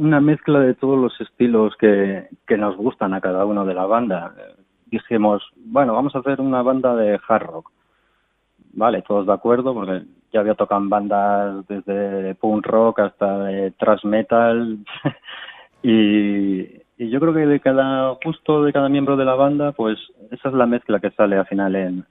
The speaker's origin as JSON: {"language": "Spanish", "town": "Barakaldo", "region": "Basque Country", "country": "Spain", "said": "Pues la banda surge en el año 2016, somos de Baracaldo, Vizcaya"}